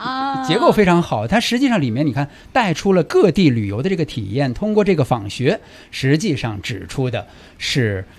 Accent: Beijing, China; 我和刘钊都是北京土生土长的

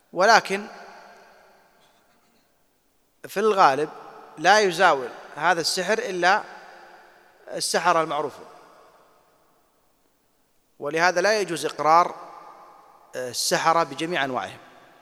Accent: Saudi Arabia; أنا أشوف القضاة عندنا في السعودية

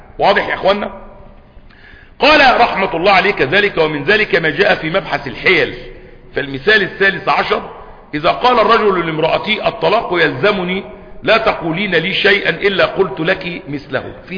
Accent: Egypt; الناس عندنا في مصر اللي بيأكل شعير ولا بيأكل تمر يوم العيد

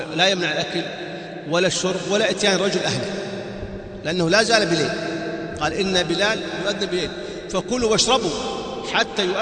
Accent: Saudi Arabia; كنت أظن كما عندنا في السعودية أن هذا أذان الفجر

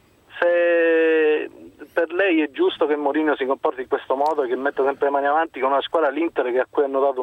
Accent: Messina, Sicily, Italy; Sono da Messina, sono un tifoso milanista da sempre.

